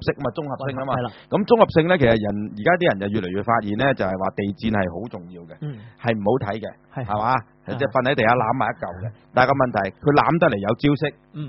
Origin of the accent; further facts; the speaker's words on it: China; 我哋中國人咧都會針對下盤